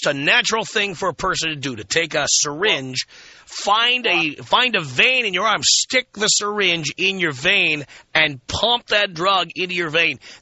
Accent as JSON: {"language": "English", "town": "New York City", "region": "New York", "country": "United States", "tie": "born or raised there", "said": "I grew up in the South Bronx. I grew up in the zip code with the highest murder rate in America."}